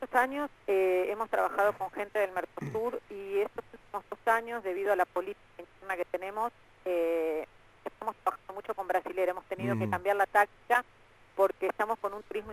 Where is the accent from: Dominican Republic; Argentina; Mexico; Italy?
Argentina; nosotros los argentinos, lo digo como argentina